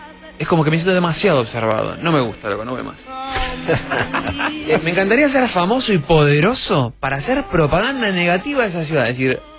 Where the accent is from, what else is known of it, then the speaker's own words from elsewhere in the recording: Argentina; Y yo soy argentino, ¿entendés?